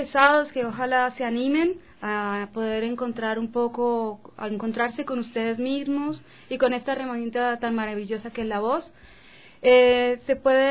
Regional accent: Colombia; yo vengo de Colombia y... Soy nacida en un país donde hay guerra constantemente

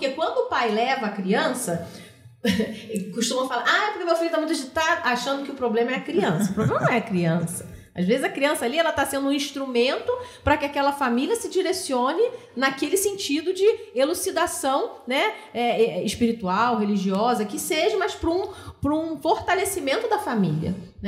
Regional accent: Rio de Janeiro, Brazil; accent: carioca; now in São José dos Campos, Brazil; tem 14 anos que eu moro em São José, né? Não dá para perceber que eu sou carioca, né, gente? O sotaque, o chiado ainda.

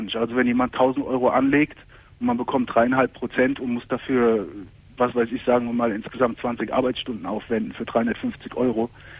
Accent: Turkey; ich bin Türke, wie du ja hörst, ja. Und Sohn von klassischen Gastarbeitern.

